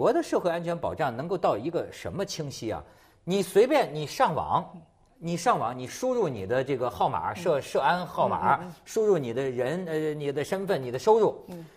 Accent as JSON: {"language": "Chinese", "country": "China", "said": "就是我作为一个中国人，我对这种玩意儿啊，第一是不懂"}